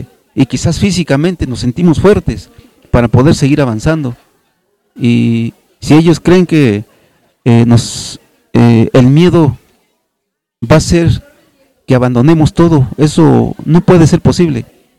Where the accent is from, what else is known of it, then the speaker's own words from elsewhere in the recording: Xochitlán de Flores Magón, Oaxaca, Mexico; a mi pueblo de los Xochitlán de Flores Magón